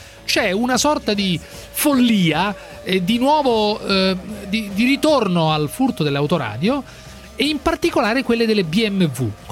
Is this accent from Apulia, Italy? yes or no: no; Rome, Lazio, Italy; Io sono di Roma e non sono